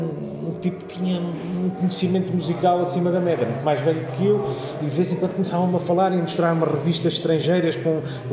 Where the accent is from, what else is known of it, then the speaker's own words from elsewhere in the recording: Fundão, Castelo Branco, Portugal; also born or lived in Covilhã; Aí o meu pai era da Covilhã e na altura os meus pais viviam na Covilhã. Acabei por viver lá 6 meses, acho, segundo me contam, vivi lá 6 meses, mas obviamente sou do Fundão.